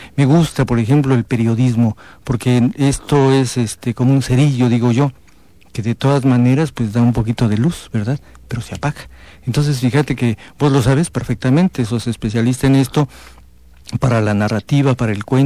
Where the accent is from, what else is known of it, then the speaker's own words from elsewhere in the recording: Comitán, Chiapas, Mexico; No, compa, yo soy de Comitán, yo soy de Chiapas, pero en mi tierra sí hablamos, ¿no?